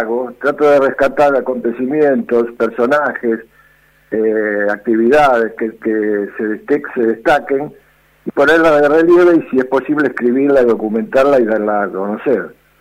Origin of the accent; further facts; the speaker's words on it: Buenos Aires, Argentina; Bueno, yo soy de Flores. Nací y estoy criado en Flores y vivo en la casa donde nací.